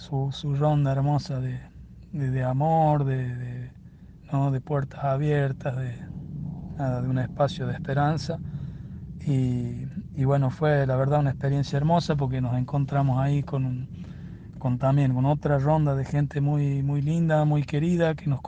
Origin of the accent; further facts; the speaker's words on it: La Rioja, Argentina; acá de La Rioja.